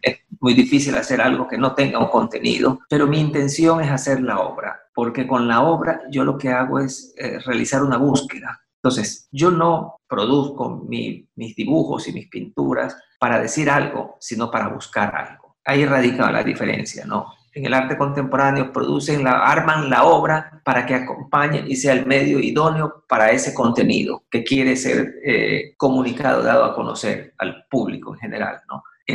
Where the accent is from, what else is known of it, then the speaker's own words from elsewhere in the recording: Guayaquil, Guayas, Ecuador; also born or lived in Spain; O sea, yo soy de Guayaquil, soy descendiente de guayaquileños y no puedo vivir en otro lado